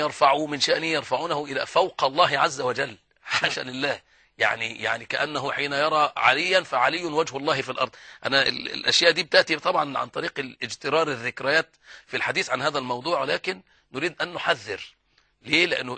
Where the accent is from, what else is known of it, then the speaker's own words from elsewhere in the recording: Egypt; الناس عندها فطرة ومحبين عندنا في مصر يعني